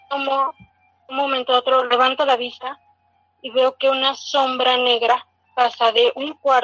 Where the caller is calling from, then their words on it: Puebla, Mexico; Soy de Puebla.